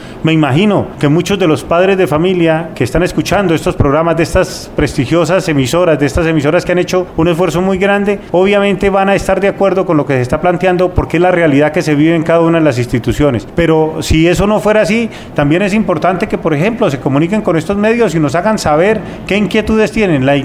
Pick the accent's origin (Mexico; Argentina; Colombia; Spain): Colombia; Fómeque, Cundinamarca; donde fui alcalde de mi pueblo, de mi municipio Fome, que fui diputado de Cundinamarca en dos oportunidades